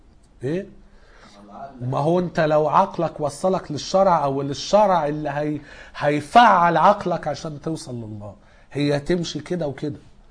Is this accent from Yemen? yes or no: no; Egypt; يمكن الاجانب مش الناس اللي عندنا في مصر